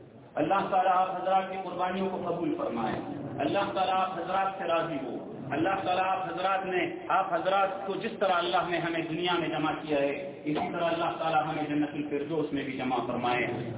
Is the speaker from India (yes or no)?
no; Pakistan; میں پاکستان سے تعلق رکھتا ہوں